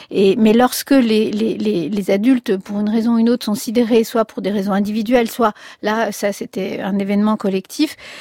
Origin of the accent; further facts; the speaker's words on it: France; also born or lived in Spain; quand moi j'ai quitté l'Espagne pour venir en France, j'avais 9 mois